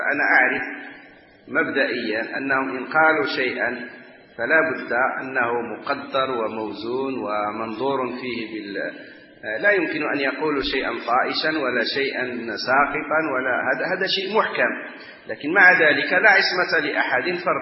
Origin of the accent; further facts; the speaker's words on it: Morocco; ونحن عندنا في المغرب